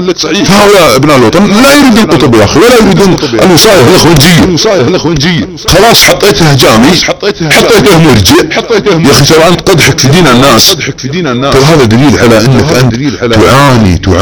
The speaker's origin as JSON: {"language": "Arabic", "country": "Saudi Arabia", "said": "التي تربينا عليها في بلادنا السعوديه"}